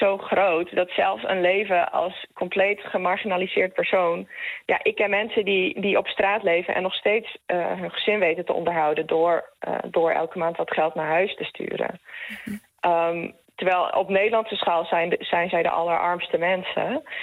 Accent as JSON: {"language": "Dutch", "country": "Netherlands", "said": "Ik mag als Nederlander heel relatief veel vrij bewegen."}